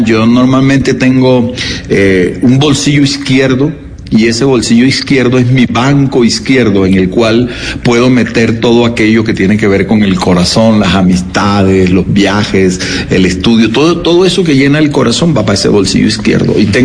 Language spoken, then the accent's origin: Spanish; Santa Marta, Magdalena, Colombia; moved away as an adult; now in Bogotá, Colombia; Yo me vine de Santa Marta muy, muy joven, muy chiquito, a Bogotá.